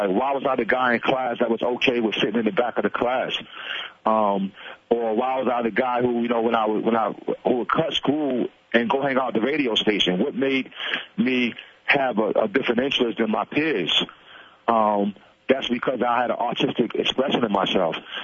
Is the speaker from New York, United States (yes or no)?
yes; Brooklyn, New York, United States; also born or lived in Staten Island; Growing up in Brooklyn, Brownsville, and Staten Island, I didn't have a lot of optimism.